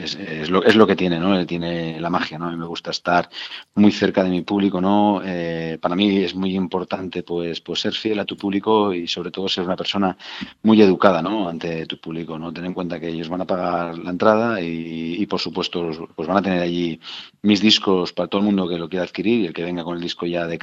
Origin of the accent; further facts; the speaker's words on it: Valencia, Valencian Community, Spain; Nosotros somos de Valencia y lo bonito es terminar, ¿no? En Valencia.